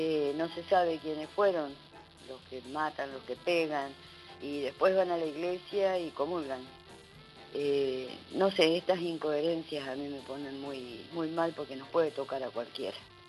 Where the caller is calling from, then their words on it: Bahía Blanca, Buenos Aires Province, Argentina; Buenos días … de Bahía Blanca, gente de Radio Nacional